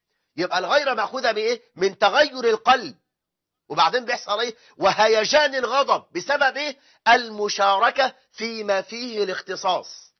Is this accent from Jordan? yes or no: no; Egypt; ده احنا عندنا في مصر العنوسة وصلت إلى 9 مليون